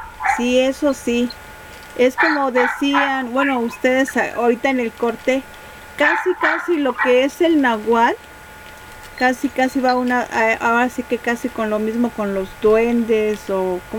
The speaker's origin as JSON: {"language": "Spanish", "region": "Guerrero", "country": "Mexico", "said": "yo soy de Guerrero"}